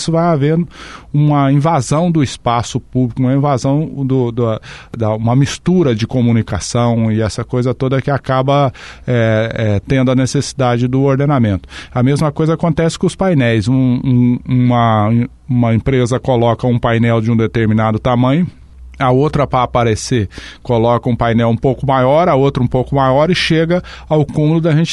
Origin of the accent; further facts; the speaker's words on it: São Paulo, Brazil; also born or lived in Londrina; now in Foz do Iguaçu, Brazil; Eu sou paulista, né, do interior do estado de São Paulo, aí vim para o Paraná, para Londrina em 1984. Em 1988 vim para Foz do Iguaçu